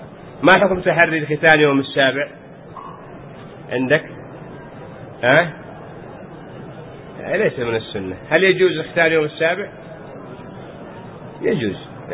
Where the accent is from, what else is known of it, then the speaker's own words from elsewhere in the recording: Yemen; عندنا في اليمن يعني حال الناس قبل كانوا يختنون بعد ما يكبر